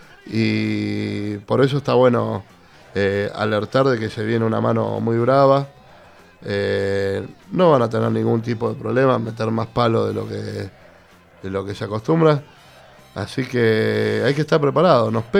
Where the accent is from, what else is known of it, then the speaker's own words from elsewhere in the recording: Buenos Aires, Argentina; yo soy del barrio de San Telmo, originariamente